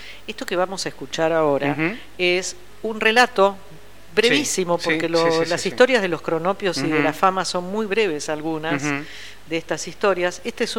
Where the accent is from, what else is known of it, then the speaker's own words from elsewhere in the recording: Banfield, Buenos Aires Province, Argentina; also born or lived in Brussels; Crecí en Banfield, mira vos, de Bruselas a Buenos Aires, a Banfield, una población de las afueras de la ciudad de Buenos Aires, en una casa con un jardín, con gatos, perros, tortugas y papagayos, un paraíso.